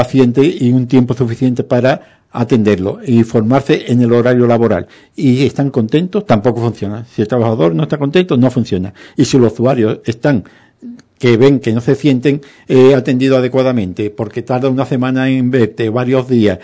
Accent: Ubrique, Andalusia, Spain; soy un ciudadano de Ubrique

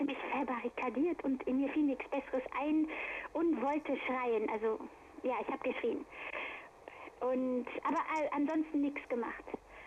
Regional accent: Düren, North Rhine-Westphalia, Germany; also in meiner Heimatstadt Düren, fing diese Qual an.

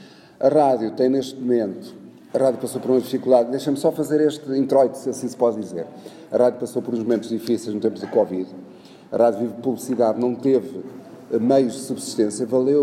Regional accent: Oliveira do Hospital, Coimbra, Portugal; gosto muito do meu concelho, gosto muito da minha Oliveira, gosto muito da minha zona histórica onde nasci

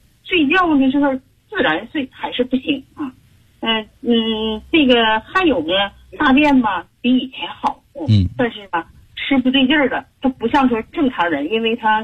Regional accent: Heilongjiang, China; 我们黑龙江那边呢，气候一变化

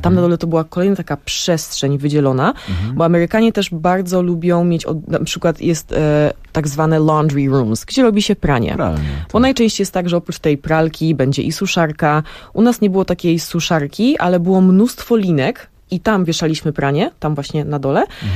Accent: Brooklyn, New York, United States; now in Poland; ja dorastałam w takim właśnie domu na Brooklyn

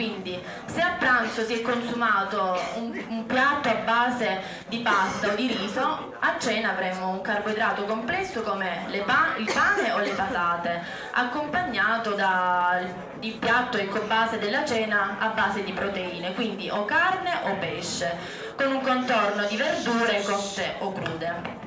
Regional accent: Manduria, Apulia, Italy; vengo dalla Puglia, in particolare Manduria, provincia di Taranto.

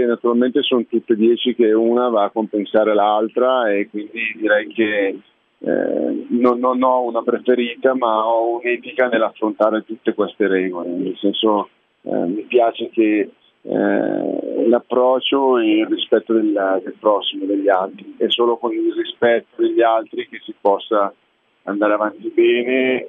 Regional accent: Cornaredo, Lombardy, Italy; Perché io sono di Cornaredo, mi piace tornare un po'

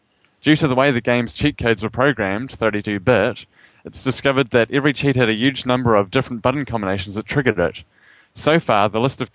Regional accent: New Zealand; accent: New Zealand; You like making fun of my New Zealand accent.

